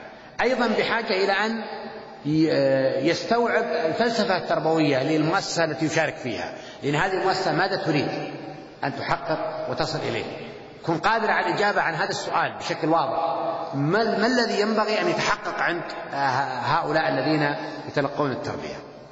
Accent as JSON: {"language": "Arabic", "country": "Saudi Arabia", "said": "بس هو مطبوع عندنا في السعودية"}